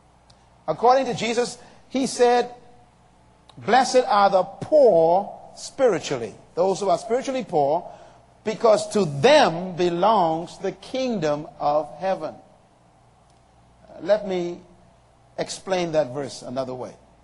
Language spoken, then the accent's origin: English; Bahamas; I happen to have been privileged to have been born under a kingdom. In 1954, I was born here in the Bahamas.